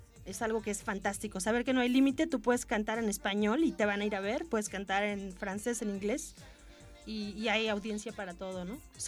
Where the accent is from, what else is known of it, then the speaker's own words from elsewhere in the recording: Mexico City, Mexico; now in Montreal, Canada; Yo soy de la Ciudad de México, bien teotihuacana, soy del corazón, de la zona rosa, y bueno, estoy de visita aquí en Montreal, tiene ya tiempo que estoy viviendo en la ciudad de Montreal